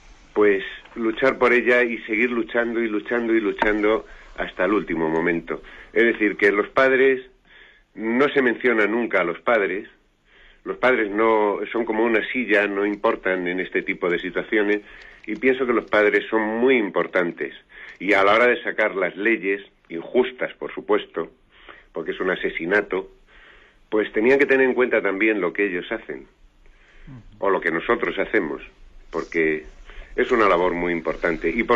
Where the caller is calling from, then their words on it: Madrid, Community of Madrid, Spain; de Madrid.